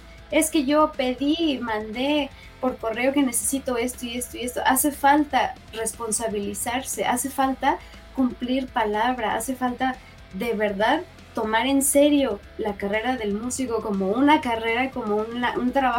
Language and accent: Spanish; Mexico; Somos mexicanos y nuestra propuesta musical está siendo influenciada por muchos